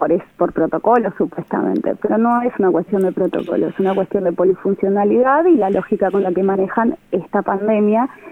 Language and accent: Spanish; Buenos Aires, Argentina; yo soy de Capital, pero un porcentaje muy importante es de provincia de Buenos Aires.